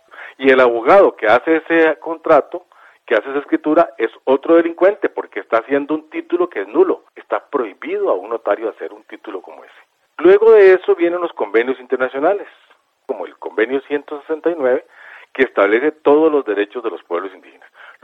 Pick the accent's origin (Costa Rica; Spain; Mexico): Costa Rica; sigue siendo parte de nuestra raíz como costarricense